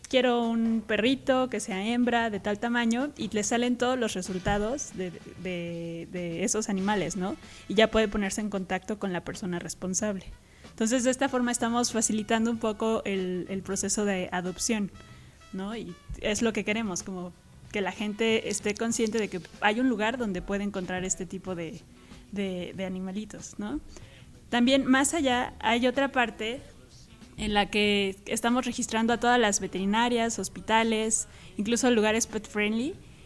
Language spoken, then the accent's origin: Spanish; Mexico; somos 7 jóvenes mexicanos. Muchos están en el Distrito Federal, yo estoy aquí en Cuernavaca.